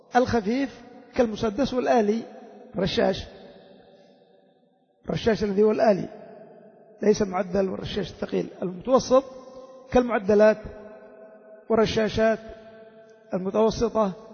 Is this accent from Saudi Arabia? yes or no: no; Yemen; إلا عندنا في اليمن لا راكب ولا صياد ولا شيء